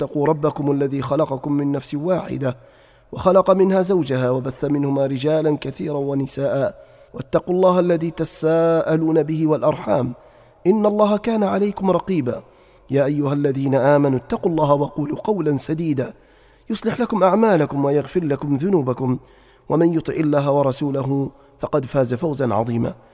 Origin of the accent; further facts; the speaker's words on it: Libya; وأهل بلادنا ليبيا الحبيبة خاصة